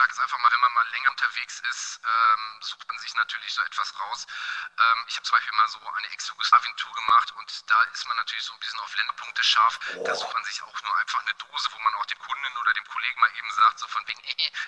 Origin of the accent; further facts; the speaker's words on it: North Rhine-Westphalia, Germany; ich komme jetzt so aus der Nähe von Düsseldorf.